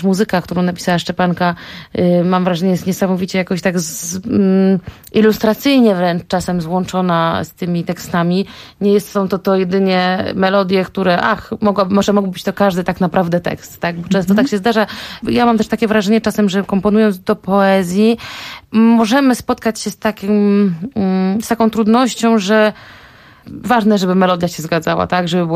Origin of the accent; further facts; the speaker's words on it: Łódź, Łódź Voivodeship, Poland; pochodzę z Łodzi, z miasta Łodzi, miasta Juliana Tuwima.